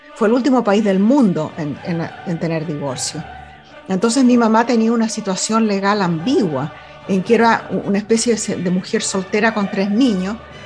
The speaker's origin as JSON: {"language": "Spanish", "country": "Venezuela", "moved": "as an adult", "lives_now": "United States", "said": "tengo las cartas desde 1987 para adelante, porque esa fue la época en que me vine de Venezuela a vivir a los Estados Unidos, y migré a los Estados Unidos porque me enamoré de un tipo aquí."}